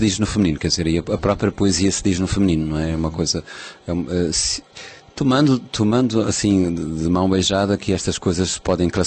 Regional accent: Beira, Sofala, Mozambique; eu sou do Oceano Índico, sou de uma cidade litoral que muitas vezes se convertia em água, não é?

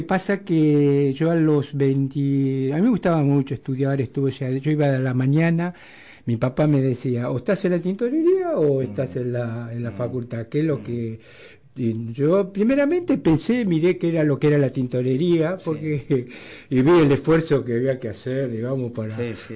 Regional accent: Caseros, Buenos Aires Province, Argentina; Cuando nací yo, al año, mi papá se va a Caseros, Así que yo tengo 74 años de casero, caserino. Partido 3 de febrero. Ahí es mi lugar

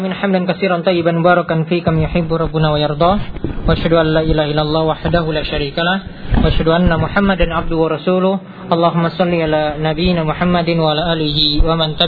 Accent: Special Region of Yogyakarta, Indonesia; Ya, di daerah saya juga di Gunung Kidul itu ada warung yang bahkan sudah masuk TV juga ya, karena laris dengan makanan dari kelelawar tadi.

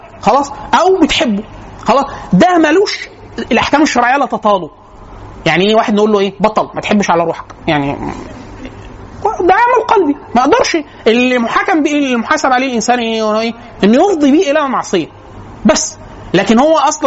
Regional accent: Upper Egypt, Egypt; وانا اصلا من الصعيد

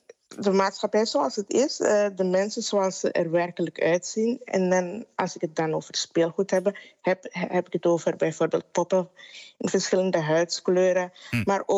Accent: Suriname; now in Netherlands; ik ben opgegroeid in Suriname en in mijn jeugd, ik woon al 13 jaar niet meer daar

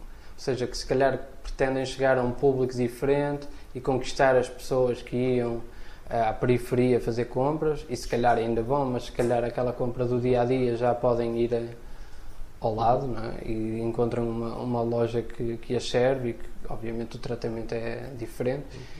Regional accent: Santa Maria da Feira, Aveiro, Portugal; eu não sou do Porto, sou do Conselho da Feira, mas já quase a Gaia, mas ainda Feira.

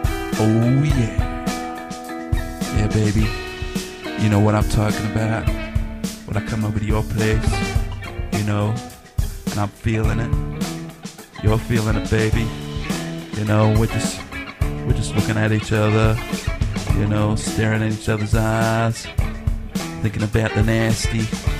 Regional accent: Australia; sounding American, but I ain't American. Oh no, I'm Australian. Aussie, down to the core.

